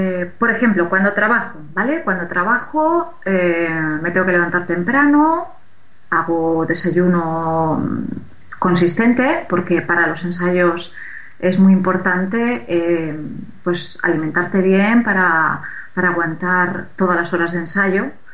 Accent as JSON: {"language": "Spanish", "town": "Sagunto", "region": "Valencian Community", "country": "Spain", "tie": "born there", "said": "donde yo nací, como bien habéis leído antes, en Puerto de Sagunto"}